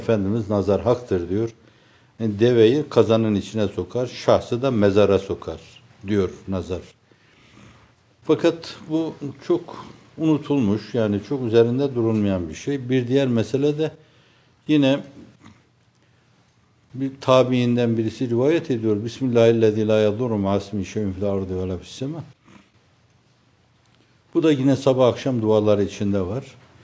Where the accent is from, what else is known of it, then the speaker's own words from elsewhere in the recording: Erzurum, Turkey; Benim kendi memleketim olan Erzurum'da da derlerdi, köyünde de derlerdi, kentinde de derlerdi bunu.